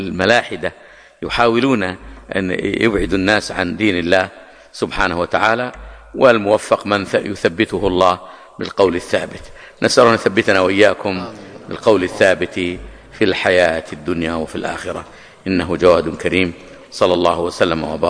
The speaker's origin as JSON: {"language": "Arabic", "region": "Hejaz", "country": "Saudi Arabia", "said": "أو يسمونه عندنا في الحجاز مضير أو نحو ذلك."}